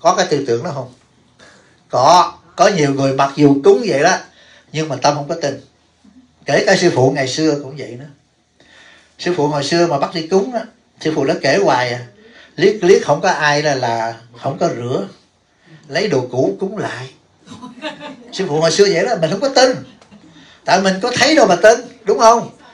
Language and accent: Vietnamese; Bửu Hòa, Đồng Nai, Vietnam; Tại sao tôi rành tại chùa Long Thiền? Tôi là ở xã Bửu Hòa mà tôi cũng là dân Bửu Hòa đó quý vị.